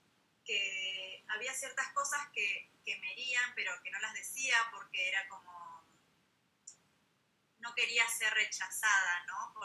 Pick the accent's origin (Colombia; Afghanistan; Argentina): Argentina; Como que no soy totalmente argentina, porque bueno, no tengo los supuestos rasgos que debería tener, ¿no? Porque claro, vos me prendes la tele y todas las publicidades que salen de Argentina son todas personas blancas